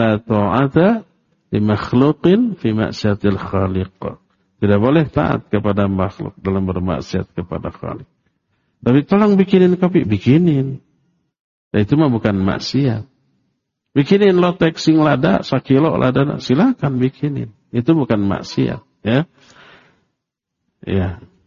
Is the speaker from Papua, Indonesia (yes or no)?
yes; Papua, Indonesia; now in Bandung, Indonesia; Saya berasal dari Papua. Tapi tinggal di Bandung.